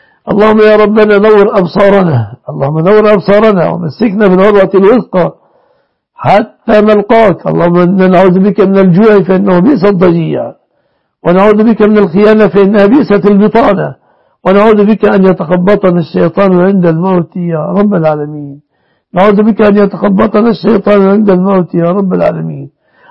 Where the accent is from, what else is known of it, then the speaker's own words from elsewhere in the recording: Egypt; اللهم احفظ بلادنا مصر وسائر بلاد المسلمين آمنة مطمئنة يا رب العالمين.